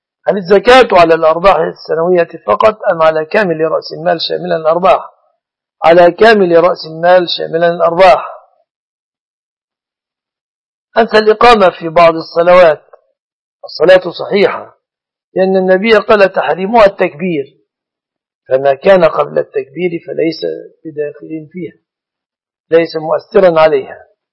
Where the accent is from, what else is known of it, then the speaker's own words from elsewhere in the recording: Minyat Samanoud, Dakahlia, Egypt; يقول أنت منين؟ من مصر. أنا من محافظة اسمها الدقهلية معروفة، قرية مني سمنود، مركز أجهة دقالي.